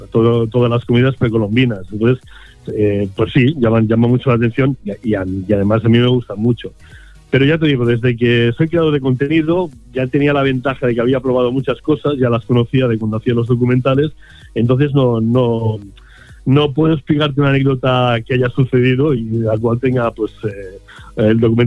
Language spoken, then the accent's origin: Spanish; Catalonia, Spain; yo como buen catalán, para mí es muy importante un pan con tomate